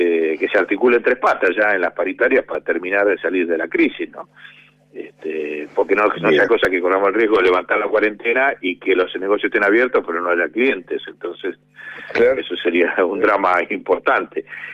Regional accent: Argentina; con respecto a la cuarentena que hemos tenido como argentinos

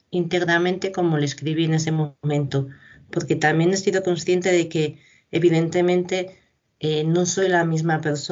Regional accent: Ávila, Castile and León, Spain; aquí en mi ciudad natal, en Ávila

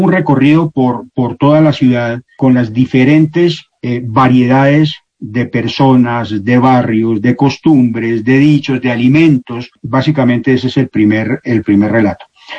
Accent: Bogotá, Bogotá Capital District, Colombia; que es realmente cuando empieza mi niñez, que la pasé en Bogotá.

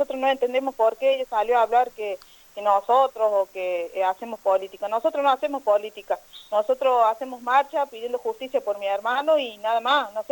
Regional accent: Villa Sarmiento, Córdoba, Argentina; nosotros no votamos en Villa Dolores, nosotros somos de Villa Sarmiento.

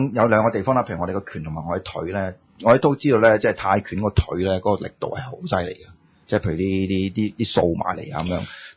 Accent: China; 系啦系啦，我哋中国人讲嘅阴阳啊嘛。

